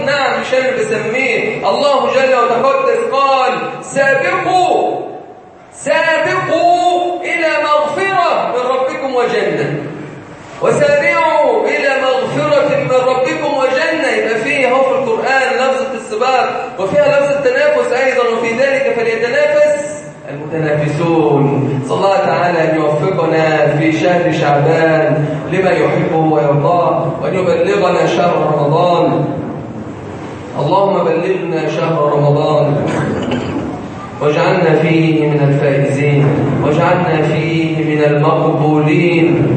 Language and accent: Arabic; Egypt; بلدنا مصر